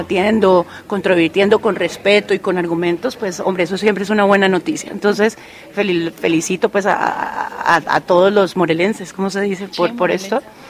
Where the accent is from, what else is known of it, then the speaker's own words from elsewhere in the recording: Colombia; soy colombiana, abogada, politóloga